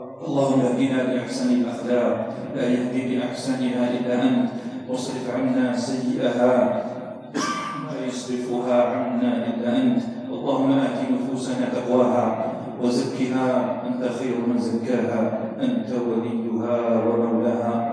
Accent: Algeria; اللهم اجعل بلدنا الجزائر بلدا آمنا مطمئنا

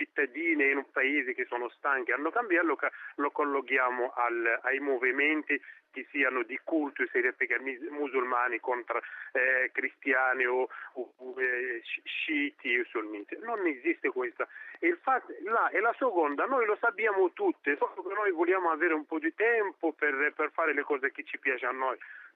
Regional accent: Morocco; No, sono del Marocco.

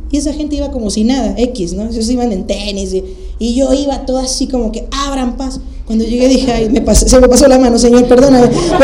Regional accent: Coatzacoalcos, Veracruz, Mexico; also born or lived in Aguascalientes; Cuando yo me fui de Coatzacoalcos a la ciudad de Aguascalientes, 16 horas de camino para allá, dije, yo nunca voy a volver a Coatzá, no quiero nada con esta ciudad.

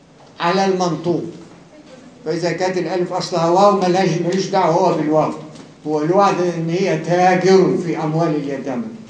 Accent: Cairo, Cairo Governorate, Egypt; أما دي اللي أنا فيها من القاهرة.

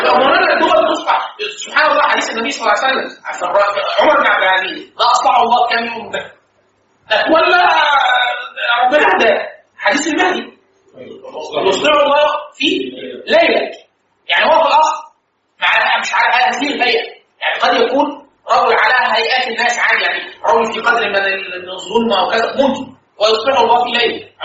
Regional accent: Egypt; لا احنا عندنا في مصر

